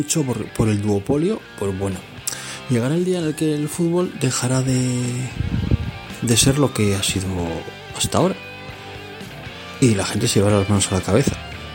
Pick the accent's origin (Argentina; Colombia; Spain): Spain; Bilbao, Basque Country; yo soy de Bilbao, por lo tanto mi equipo es el Atlético